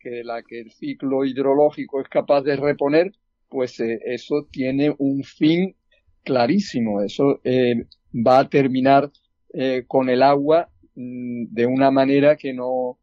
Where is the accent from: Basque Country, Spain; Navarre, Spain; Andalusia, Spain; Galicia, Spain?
Andalusia, Spain; como andaluz me preocupa también que estemos aquí terminando con esa fuente de la vida que es el agua